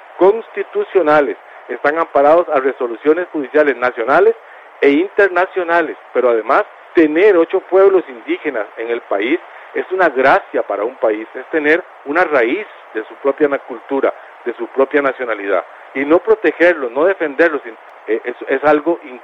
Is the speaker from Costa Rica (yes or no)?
yes; Costa Rica; sigue siendo parte de nuestra raíz como costarricense